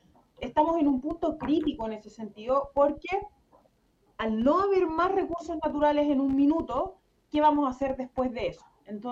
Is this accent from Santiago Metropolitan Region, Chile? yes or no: no; La Serena, Coquimbo, Chile; Yo particularmente soy del norte, yo soy de La Serena, una ciudad o una región también sumamente minera.